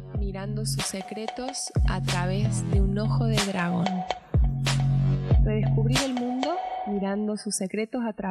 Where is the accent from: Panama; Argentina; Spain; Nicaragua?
Argentina; Córdoba; yo soy de Córdoba, entonces hablo como una persona de Córdoba, no Córdoba, la Nueva Andalucía, Córdoba, Argentina.